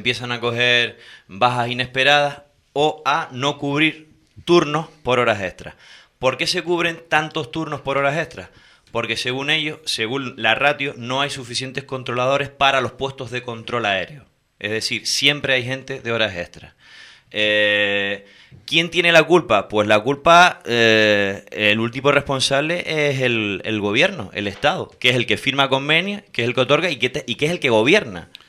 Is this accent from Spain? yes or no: yes; Canary Islands, Spain; Y en los días libres me voy para mi tierra. Con lo cual, hay pocos controladores canarios en ese sentido.